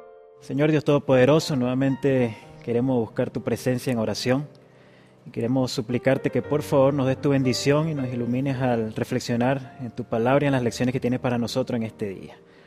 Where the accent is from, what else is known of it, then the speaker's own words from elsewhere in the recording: Venezuela; moved away; yo me vine de Venezuela hace algún tiempo, soy soltero